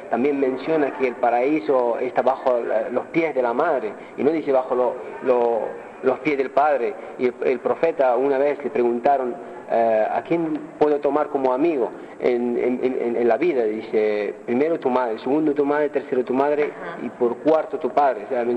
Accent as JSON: {"language": "Spanish", "town": "Seville", "region": "Andalusia", "country": "Spain", "tie": "born or raised there", "said": "Yo me crié en Sevilla desde los 12 años."}